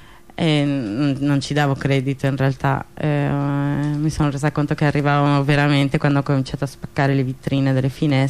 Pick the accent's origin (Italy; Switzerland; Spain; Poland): Spain; also born or lived in Paris; Io in realtà sono spagnola, ma vengo da Parigi.